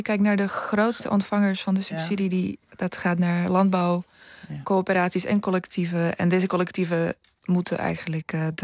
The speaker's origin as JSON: {"language": "Dutch", "country": "Slovakia", "second_language": "Dutch", "lives_now": "Netherlands", "said": "Ja, ik kom zelf niet uit Nederland, namelijk ik kom uit Slowakije. We hebben heel veel bergen"}